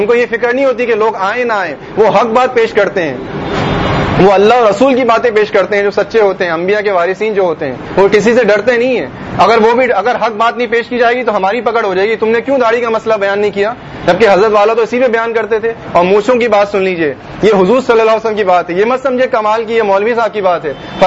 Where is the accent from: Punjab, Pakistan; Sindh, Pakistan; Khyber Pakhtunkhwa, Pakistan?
Sindh, Pakistan; Hyderabad; born there; حیدرآباد میں بھی ایک ببر شیر تھا, میں بھی حیدرآباد کی میری پیدائش ہے